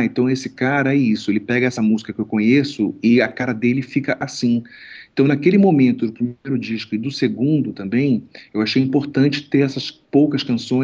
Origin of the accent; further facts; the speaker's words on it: Rio de Janeiro, Brazil; also born or lived in São Paulo; eu sou do Rio de Janeiro, mas eu morei muito tempo em São Paulo